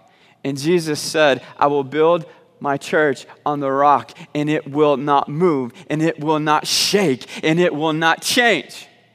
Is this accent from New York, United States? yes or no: no; Little Rock, Arkansas, United States; many of you know that I am from Little Rock, Arkansas.